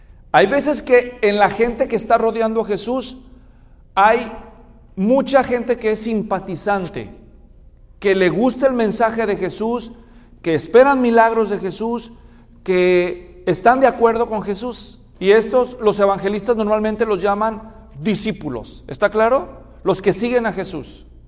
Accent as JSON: {"language": "Spanish", "country": "Mexico", "said": "En México, yo soy mexicano, en México los que son de la capital"}